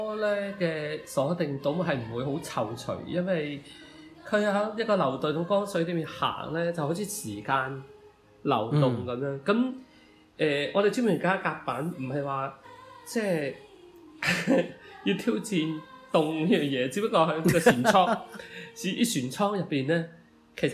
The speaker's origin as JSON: {"language": "Cantonese", "town": "Guangzhou", "region": "Guangdong", "country": "China", "said": "咁作為一個廣州人咧，我覺得唱粵語歌係一件其實唔使多思索嘅嘢"}